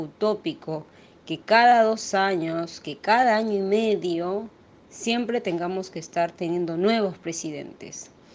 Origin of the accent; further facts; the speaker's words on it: Peru; now in Buenos Aires, Argentina; peruana residente acá en Buenos Aires, Argentina, hace un poco de 8 años.